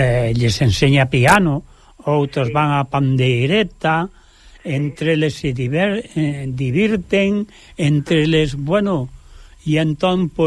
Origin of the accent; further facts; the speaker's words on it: Navia, Asturias, Spain; son de Navia, pero como tiño a vivenda en Fonsagrada, que é a pouquiños quilómetros de Navia